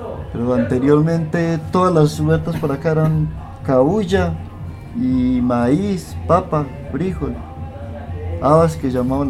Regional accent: Santa Elena, Antioquia, Colombia; also born or lived in Medellín; Lo que pasa es que yo soy de aquí de Santa Elena, pero yo nací en Medellín.

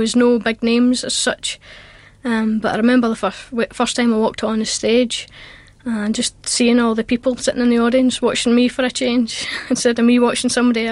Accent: Dalrymple, Scotland, United Kingdom; I'm an accordionist, I'm from Dalrymple in Ayrshire.

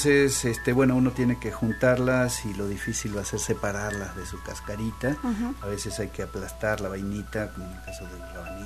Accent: Argentina; born there; moved away as an adult; Nací en Argentina

